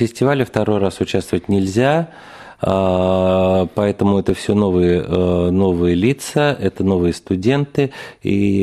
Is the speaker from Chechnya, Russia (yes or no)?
no; Moscow, Russia; На мой взгляд, даже намного лучше московских, многих. Это я вот говорю как москвич